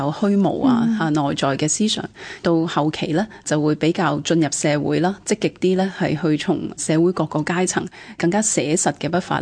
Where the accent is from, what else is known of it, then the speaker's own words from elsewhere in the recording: Hong Kong; 我哋香港人就你话好彩啦吓，即系就冇呢件事嘅吓